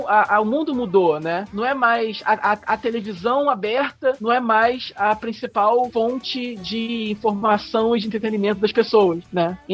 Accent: Brazil; Eu gostei muito de Sailor Moon quando eu assisti a primeira vez, quando eu era pequeno, passando na Manchete. Eu era muito fã, assim como todo outro brasileiro, né?

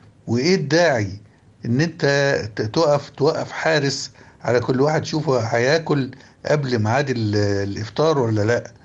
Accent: Egypt; النبل ده والجمال والتسامح والمحبة اللي في العلاقة بينا كمصريين

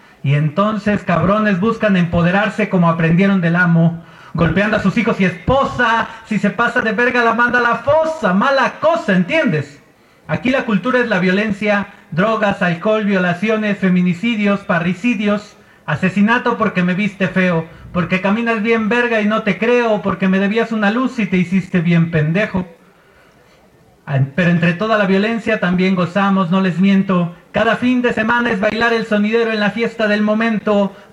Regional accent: Tláhuac, Mexico City, Mexico; Soy de la Ciudad de México, de Tláhuac

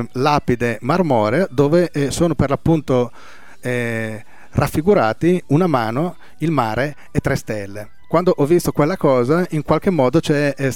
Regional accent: Brescia, Lombardy, Italy; born there; il 25 giugno nella mia città natale

